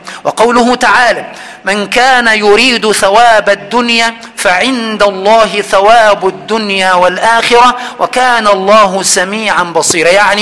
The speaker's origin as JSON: {"language": "Arabic", "country": "Egypt", "said": "عندنا في مصر يقول ده"}